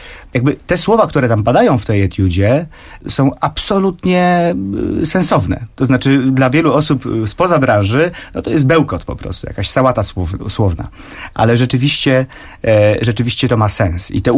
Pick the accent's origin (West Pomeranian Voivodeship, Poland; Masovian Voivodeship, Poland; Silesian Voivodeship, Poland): West Pomeranian Voivodeship, Poland; Szczecin; jestem ze Szczecina, więc jak się przedstawiałem, to już to było słychać, prawda?